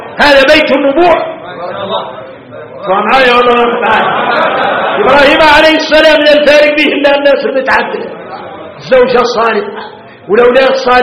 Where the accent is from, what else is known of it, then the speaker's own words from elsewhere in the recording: Mauritania; اي احنا موريتاني حارنا متين العود اللون في قاموس الحسانية